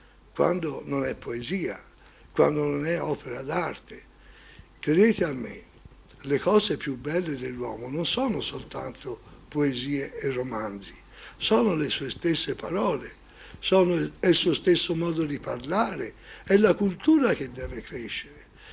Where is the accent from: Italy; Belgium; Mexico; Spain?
Italy; Florence, Tuscany; accent: Tuscan; Io sono fiorentino e il toscano, lo si capisce subito che sono fiorentino e toscano